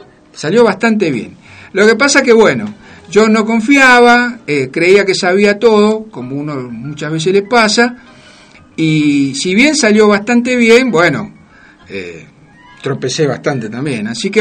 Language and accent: Spanish; Buenos Aires, Argentina; la quiero, la amo porque nací ahí